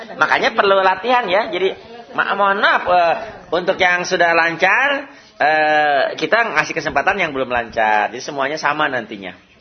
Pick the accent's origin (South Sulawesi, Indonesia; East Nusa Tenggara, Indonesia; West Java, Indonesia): West Java, Indonesia; Ingat, jangan ingat saya nih orang Sunda, jangan. Enggak bisa F, ya.